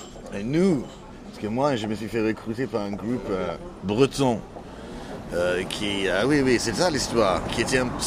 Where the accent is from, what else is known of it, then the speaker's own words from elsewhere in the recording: England, United Kingdom; now in France; moi je suis un Français, enfin un Anglais qui vit en France, ou un Français anglais, j'en sais rien